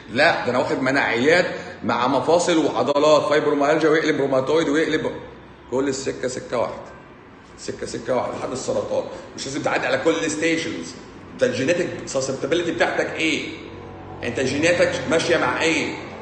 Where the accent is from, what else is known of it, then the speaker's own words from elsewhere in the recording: Egypt; من عندنا في مصر